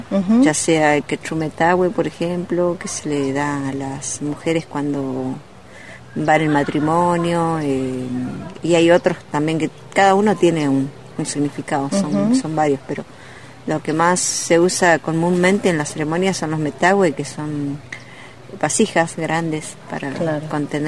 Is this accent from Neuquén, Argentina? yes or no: yes; Junín de los Andes, Neuquén, Argentina; De la provincia de Neuquén, Junín de los Andes, y la comunidad de donde vengo es a 28 kilómetros ahí de Junín, comunidad Painefilú. Si bien soy nacida en la Afkenche, en la zona de los lagos, Paimún, de ahí vengo.